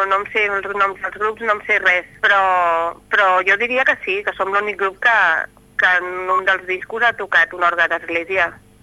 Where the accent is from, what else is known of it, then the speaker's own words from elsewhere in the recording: Barcelona, Catalonia, Spain; que som com els fundadors, som de Barcelona.